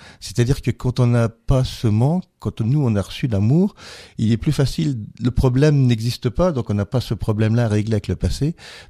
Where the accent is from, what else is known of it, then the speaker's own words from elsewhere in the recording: Grand Est, France; comme on est lorrain